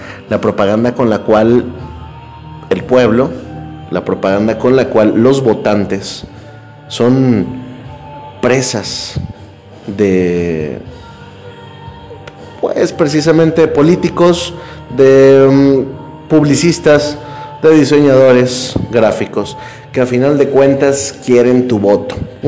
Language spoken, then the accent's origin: Spanish; Mexico; Lo digo con mucha pena, porque soy mexicano